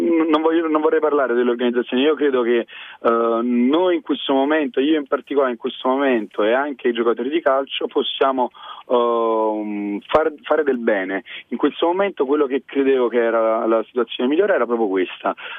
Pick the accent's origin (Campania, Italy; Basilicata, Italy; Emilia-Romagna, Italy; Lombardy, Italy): Campania, Italy; Naples; io sono napoletano e tengo molto la mia città